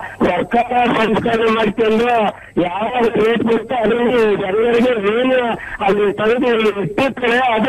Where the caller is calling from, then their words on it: Murkule, Karnataka, India; ನಾವು ಹಾಸನ ಜಿಲ್ಲೆ ಹಾಸನ ತಾಲೂಕು ಶಾಂತಿಗ್ರಾಮ ಮುರ್ಕುಲೆಯಿಂದ … ಮಾತಾಡ್ತೇವೆ.